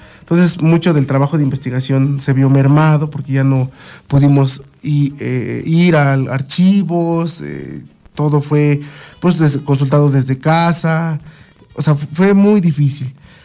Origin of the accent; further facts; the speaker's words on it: San Mateo Tepopula, State of Mexico, Mexico; vivo en San Mateo Tepopula. Además son los Tepopulas, ¿no? Ajá. Entonces cuando la gente me pregunta, ¿de dónde eres? De los Tepopulas.